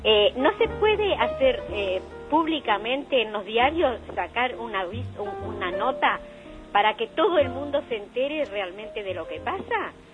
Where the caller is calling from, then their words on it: Moreno, Buenos Aires Province, Argentina; de Moreno.